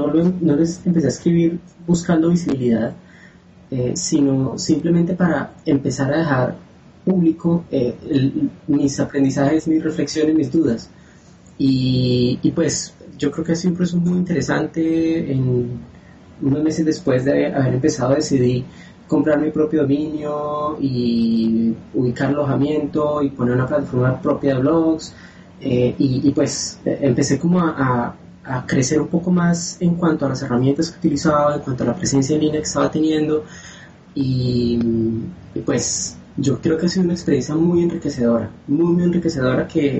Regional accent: Colombia; now in Rio de Janeiro, Brazil; Soy colombiano, pero en este momento me encuentro en Río de Janeiro estudiando y trabajando a distancia con el Ministerio de Educación de Colombia.

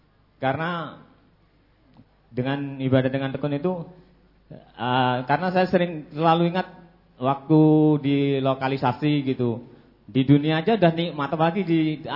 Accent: Lampung, Indonesia; Saya dari Lampung, Pak Ustaz.

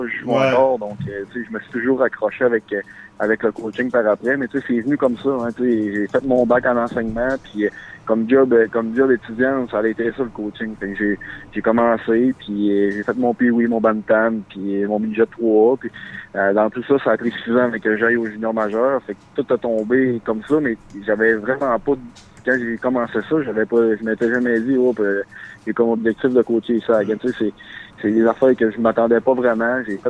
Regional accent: Saint-Félicien, Quebec, Canada; Je viens de Saint-Félicien.

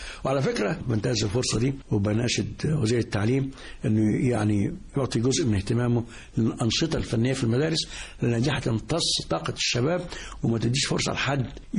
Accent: Cairo, Cairo Governorate, Egypt; born there; وانا مولود في القاهره في حي الجماليه سنه 1942.

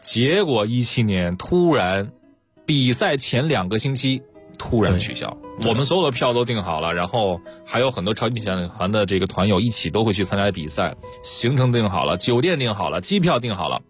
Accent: Dalian, Liaoning, China; 我们都算是辽宁人嘛

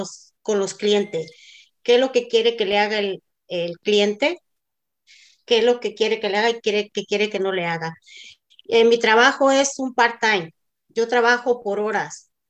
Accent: Mexico; now in Santa Ana, United States; soy mexicana, soy casada, tengo 3 hijos, vivo en la ciudad de Santa Ana, condado de Orange, estado de California.

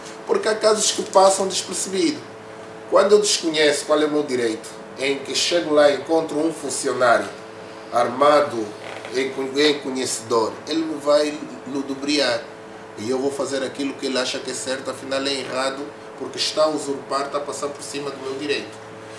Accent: Angola; nós como angolanos temos uma preguiça precoce

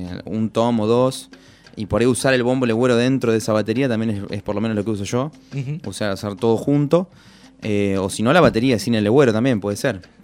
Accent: La Plata, Buenos Aires Province, Argentina; Bueno, bueno, yo soy de La Plata.

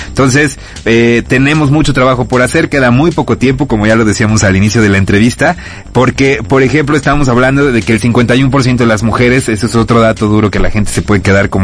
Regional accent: Veracruz, Mexico; además yo soy originario de Veracruz

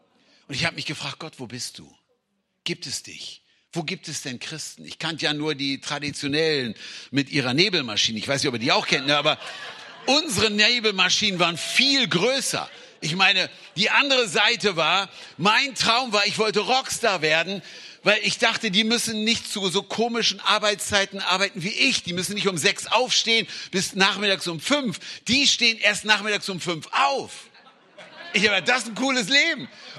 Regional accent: Hanover, Lower Saxony, Germany; denkst du, ich bin in Saudi-Arabien geboren, aber ich komme aus Hannover. Ich komme aus Hannover.

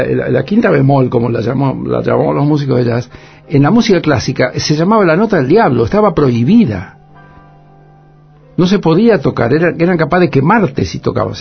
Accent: Buenos Aires, Argentina; born there; Yo nací en Buenos Aires, pero todos los veranos íbamos para la familia de mamá de allá.

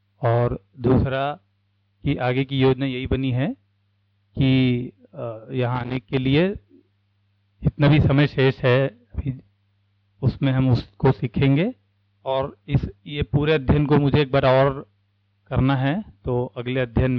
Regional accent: Raipur, Chhattisgarh, India; मैं रायपुर से आया हूँ।

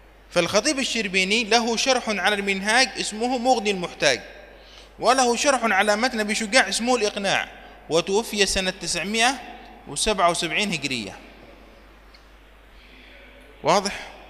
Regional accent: Yemen; وهو مقرر عندنا في اليمن للطلاب في بداية دراسة الفقه

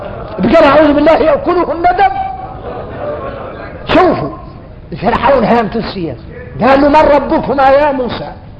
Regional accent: Mauritania; احنا ارك موريتاني

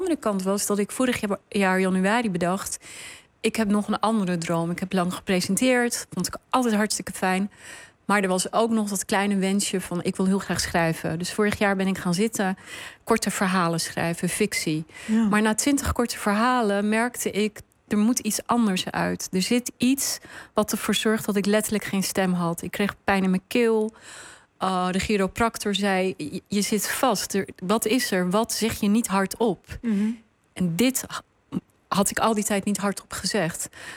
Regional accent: Netherlands; ik ben ook deel van dit land, ik ben ook Nederlander, ik ook

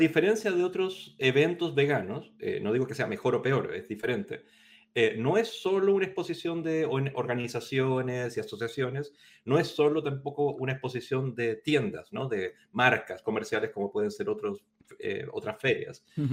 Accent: Chile; moved away as an adult; now in Spain; hace 20 años más o menos había venido a estudiar a España, pues yo soy chileno

